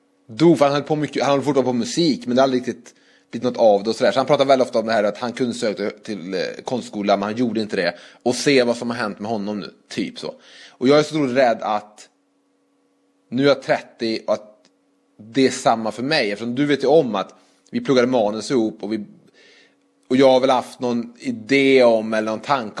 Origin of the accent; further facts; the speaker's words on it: Trollhättan, Västra Götaland County, Sweden; Så går man runt i Trollhättan där jag kommer ifrån